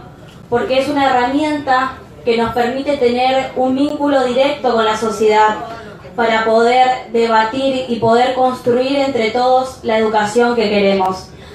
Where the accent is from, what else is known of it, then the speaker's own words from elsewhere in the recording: Argentina; como pueblo argentino le dijimos no a las políticas que viene llevando adelante el gobierno nacional.